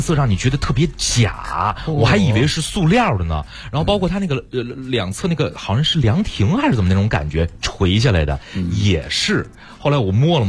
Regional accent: Pinggu, Beijing, China; 我老家平谷说金海湖有红叶、我都不知道这事儿嘛

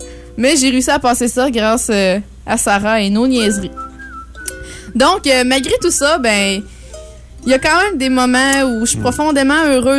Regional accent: Cap-Chat, Quebec, Canada; j'aimerais ça vous présenter un artiste de mon patelin Capuchat.

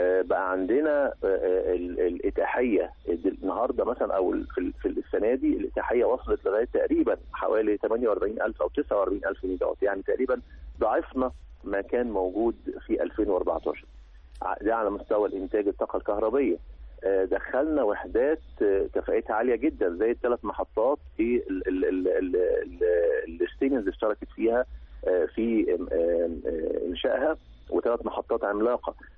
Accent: Egypt; لا يليق بمصر ولا يليق بنا احنا كمصريين

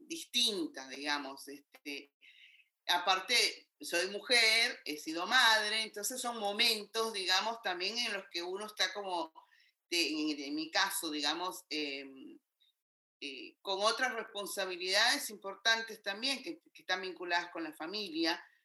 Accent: Guatemala; also born or lived in New York, United States; now in Argentina; salí muy joven de Guatemala y creo que eso me nutrió muchísimo

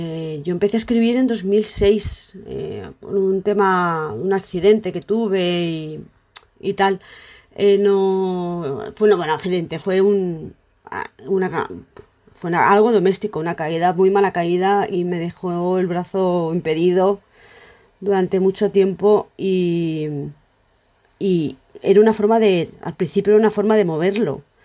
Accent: Aldaia, Valencian Community, Spain; born there; soy valenciana, nací en Aldaya, ahora vivo en Paiporta, 48 años, arquitecta, soy madre, tengo dos hijos

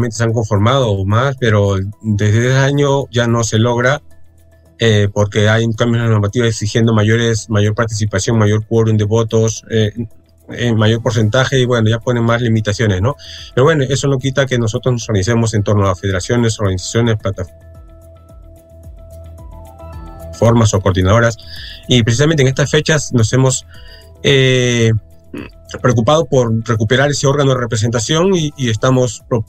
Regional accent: Marcona, Ica, Peru; also born or lived in Lima; yo en este caso soy del sur de Marcona, estudié luego en Lima, pero mis padres también son del norte

